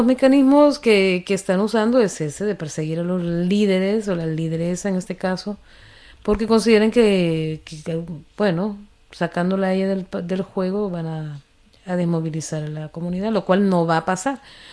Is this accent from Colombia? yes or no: no; Honduras; moved away; yo hace rato que salí de Honduras